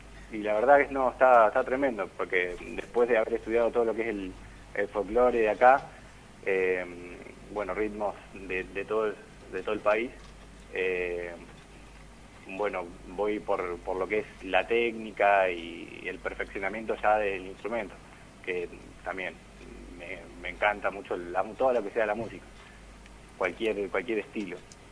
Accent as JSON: {"language": "Spanish", "town": "Ushuaia", "region": "Tierra del Fuego", "country": "Argentina", "lives_now": "Buenos Aires, Argentina", "said": "Somos tres integrantes de Tierra del Fuego, de Ushuaia, y la banda se termina de consolidar acá en Capital"}